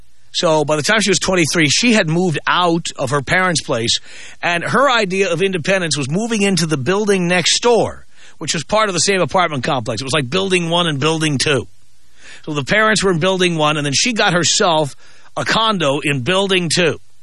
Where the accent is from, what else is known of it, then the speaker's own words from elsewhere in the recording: United States; I mean, I am American. As much as I love dating women from other countries, I am American.